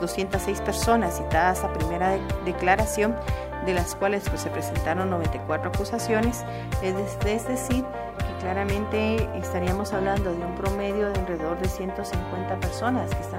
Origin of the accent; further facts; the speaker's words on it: Guatemala; de nuestro bienestar como ciudadanos guatemaltecos